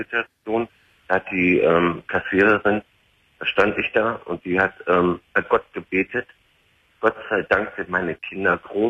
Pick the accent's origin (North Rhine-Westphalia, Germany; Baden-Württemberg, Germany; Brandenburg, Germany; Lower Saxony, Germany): North Rhine-Westphalia, Germany; Cologne; Bin ja aus Köln.